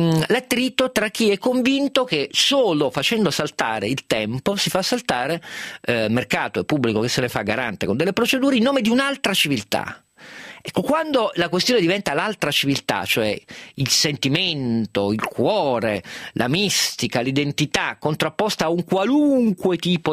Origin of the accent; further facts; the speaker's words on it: Piedmont, Italy; io sono piemontese, punto numero uno, ma non vuol dire niente